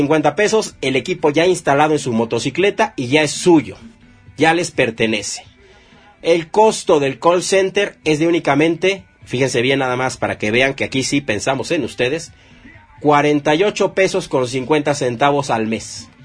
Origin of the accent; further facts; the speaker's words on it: Mexico City, Mexico; muchos bikers también somos de la Ciudad de México y luego nos vamos a rodar a otro estado.